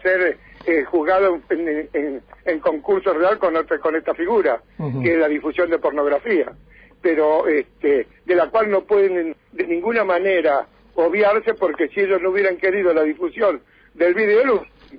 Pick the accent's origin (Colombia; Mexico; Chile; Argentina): Argentina; Buenos Aires; now in General Villegas, Argentina; No, yo soy de Buenos Aires, hace 35 años que estoy en Villegas.